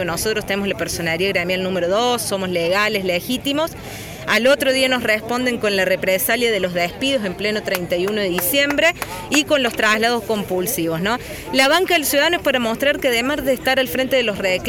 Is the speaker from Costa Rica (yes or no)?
no; Río Cuarto, Córdoba, Argentina; lo digo porque yo vengo de Río Cuarto